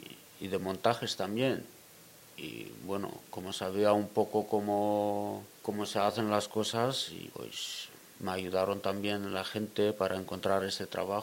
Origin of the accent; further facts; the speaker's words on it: Greece; Yo vengo de Grecia.